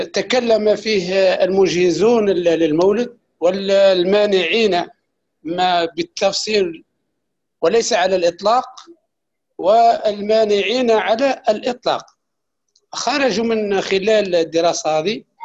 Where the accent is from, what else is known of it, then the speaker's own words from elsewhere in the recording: Algeria; نعم من الجزائر